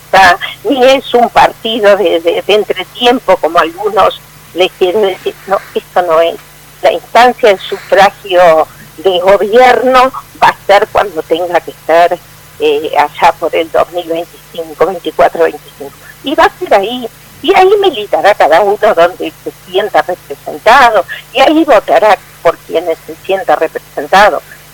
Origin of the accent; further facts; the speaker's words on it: Uruguay; en realidad somos todos ciudadanos uruguayos, vamos a seguir siendo ciudadanos uruguayos